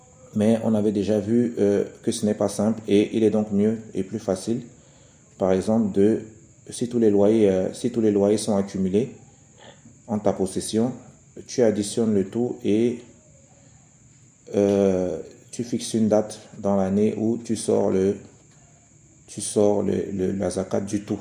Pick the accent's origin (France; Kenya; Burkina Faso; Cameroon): Cameroon; ça, c'est quelque chose qui se fait beaucoup ici chez nous, au Cameroun par exemple.